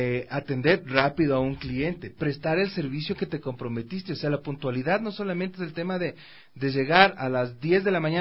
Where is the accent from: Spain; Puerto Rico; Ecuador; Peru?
Ecuador; Quito, Pichincha; como ciudad, como quiteño, como empresario, como consumidor también de los servicios